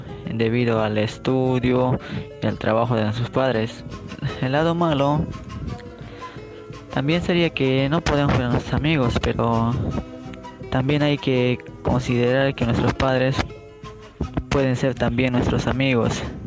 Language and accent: Spanish; Madre de Dios, Peru; Soy de Perú, de la región de Madre de Dios, y desde aquí les mando saludos para todos los niños, niñas, jóvenes y adolescentes de Colombia.